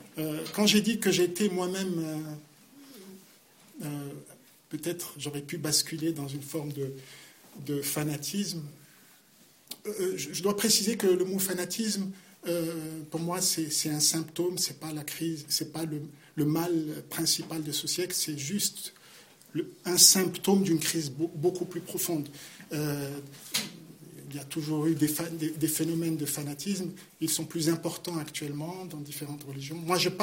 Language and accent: French; Geneva, Switzerland; also born or lived in Morocco; Moi, je suis un produit genevois, donc c'est vrai que... Mais je suis marocain et suisse, donc si vous voulez, j'ai toute ma vie vécu dans différents pays, notamment du monde arabe, mais j'ai toujours eu aussi ce lien avec la Genève